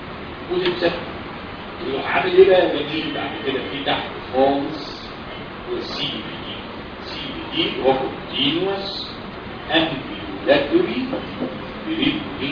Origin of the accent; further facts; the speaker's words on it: Egypt; بس احنا بلدنا مصر في مصر حاجه بلاد الحلوه دي